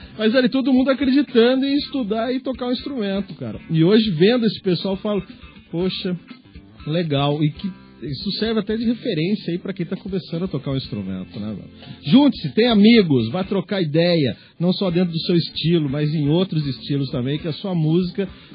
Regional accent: Taubaté, São Paulo, Brazil; eu venho de Taubaté, né? Eu venho de uma cena lá de rock, de metal, na década de 80.

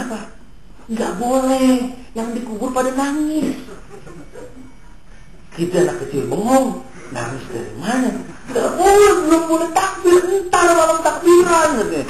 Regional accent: Jakarta, Indonesia; suka di tradisi di Betawi ini, karena saya orang Betawi

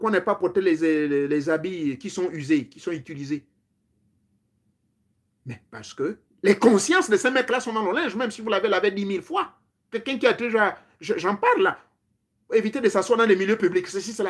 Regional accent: Lambaréné, Moyen-Ogooué, Gabon; born there; je suis né à l'Ambaréné.

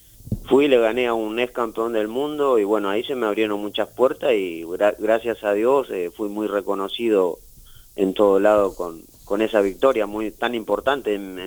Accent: Eldorado, Misiones, Argentina; born there; Nací acá en El Dorado, así

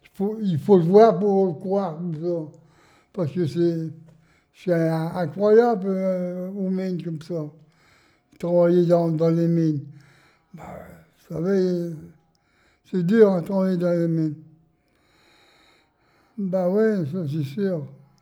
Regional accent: Wingles, Hauts-de-France, France; born there; Ici, j'ai 96 ans. Non, je suis né à Vingles. À Vingles, oui.

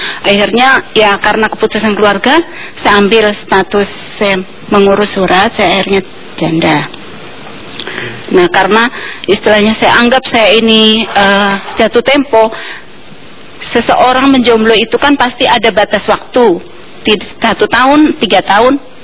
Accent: Java, Indonesia; saya orang Jawa

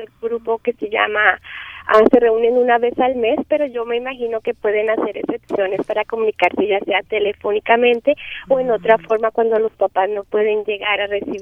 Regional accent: Colombia; yo soy de Colombia y en mi país todo el concepto de deshabilidad es muy diferente

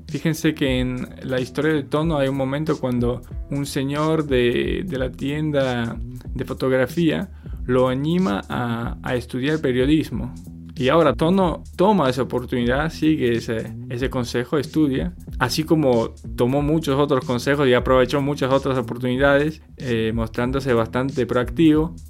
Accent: Poland; Spanish is a second language; moved away; Yo soy de Polonia y en el año 2013 empecé el viaje en bicicleta desde México por América Latina

